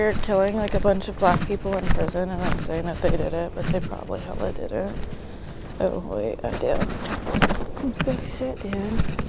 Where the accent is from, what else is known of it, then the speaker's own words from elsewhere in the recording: California, United States; keep in mind, I am from the Bay Area, so a lot of the shit I'm saying is actually pretty standard.